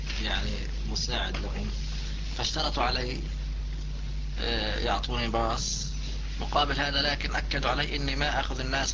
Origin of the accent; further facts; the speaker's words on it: Jordan; هذا بالنسبة لوضعنا إحنا كأردنيين.